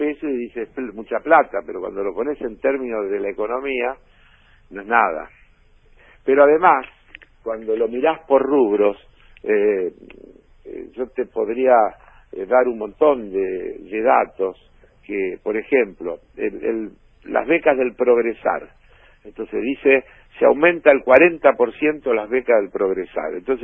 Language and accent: Spanish; Argentina; preocupado como cualquier argentino que quiere a su país